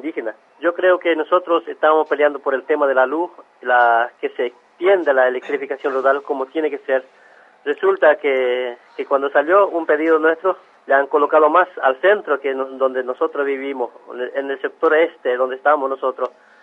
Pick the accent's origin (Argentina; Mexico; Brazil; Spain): Argentina; Estanislao del Campo, Formosa; yo soy de Estanislao del Campo, de la comunidad de Juan Bautista Alberdi. de jurisdicción Estanislao de Campo, departamento Patiño, provincia de Formosa.